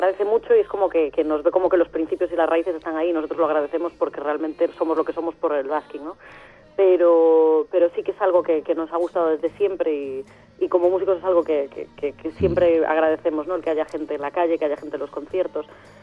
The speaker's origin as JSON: {"language": "Spanish", "town": "A Coruña", "region": "Galicia", "country": "Spain", "said": "somos de Coruña, pero somos gallegos, Coruña."}